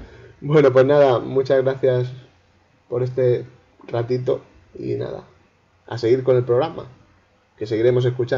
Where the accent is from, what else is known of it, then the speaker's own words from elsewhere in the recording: Orihuela, Valencian Community, Spain; yo soy de Orihuela, una pequeña ciudad de la provincia de Alicante, pero que está tan cerca de Murcia que somos casi murcianos.